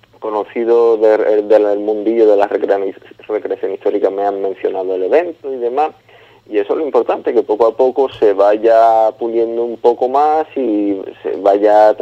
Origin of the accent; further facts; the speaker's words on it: El Puerto de Santa María, Andalusia, Spain; aquí en el puerto Santa María, de donde soy